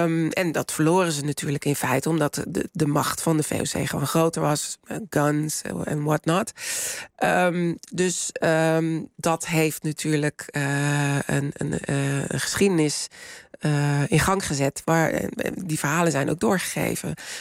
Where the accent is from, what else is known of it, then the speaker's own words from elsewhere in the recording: Delft, South Holland, Netherlands; Ik ben zelf geboren en getogen in Delft.